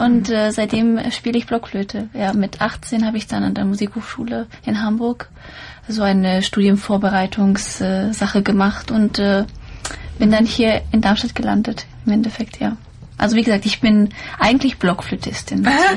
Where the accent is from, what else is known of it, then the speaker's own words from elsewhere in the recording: Bosnia & Herzegovina; now in Germany; Ich komme ja aus Bosnien und Herzegowina.